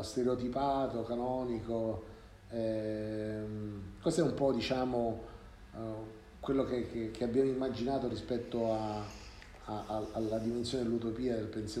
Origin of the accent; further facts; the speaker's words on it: Sicily, Italy; io non avevo mai sentito parlare di lui, pur essendo siciliano